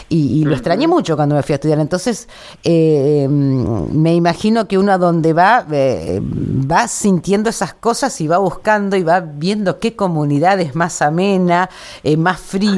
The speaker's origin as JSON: {"language": "Spanish", "region": "La Pampa", "country": "Argentina", "tie": "born or raised there", "moved": "yes", "said": "Yo la única vez que me fui de La Pampa fue cuando me fui a estudiar"}